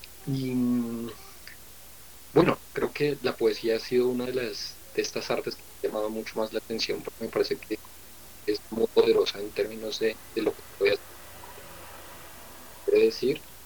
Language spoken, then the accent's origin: Spanish; Bogotá, Colombia; Básicamente puedo decir que soy de Bogotá. Resido aquí en Bogotá.